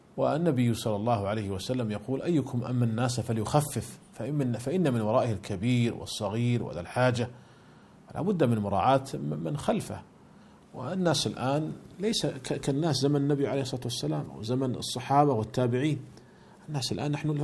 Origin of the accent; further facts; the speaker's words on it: Saudi Arabia; فالشركات المساهمة عندنا في المملكة العربية السعودية ملزمة بدفع الزكوات